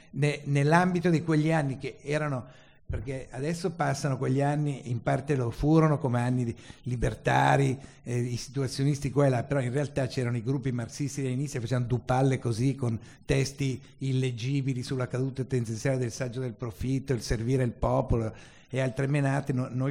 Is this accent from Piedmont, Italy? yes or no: no; Milan, Lombardy, Italy; abbiamo partecipato all'esperienza, perché siamo milanesi